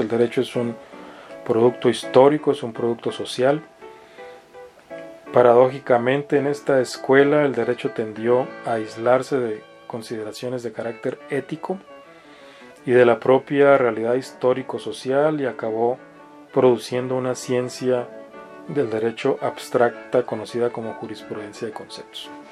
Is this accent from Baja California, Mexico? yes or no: yes; Mexicali, Baja California, Mexico; Yo que soy oriundo de Mexicali, el norte de México, cuando vuelvo a Mexicali de pronto noto palabras nuevas o expresiones nuevas.